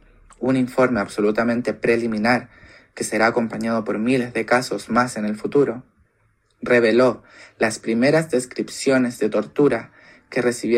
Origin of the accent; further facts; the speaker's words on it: Chile; Como chilena que ha vivido el sistema educacional de este país